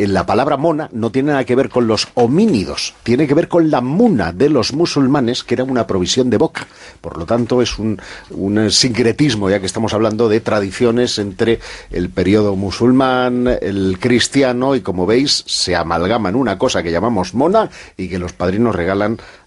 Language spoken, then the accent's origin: Spanish; Catalonia, Spain; como ya es lunes de Pascua, y yo soy catalán, celebramos el Día de la Mona